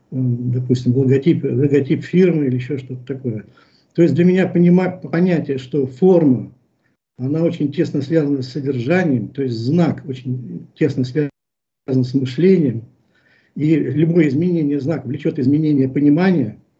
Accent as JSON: {"language": "Russian", "region": "Moscow", "country": "Russia", "said": "Я москвич, мне 70 лет, я художник по призванию, образованию, профессии"}